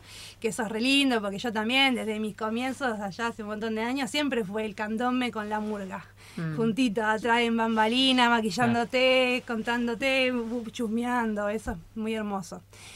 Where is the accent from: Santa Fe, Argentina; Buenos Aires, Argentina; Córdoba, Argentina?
Buenos Aires, Argentina; Me vine de Buenos Aires, de Floresta, dejé el oeste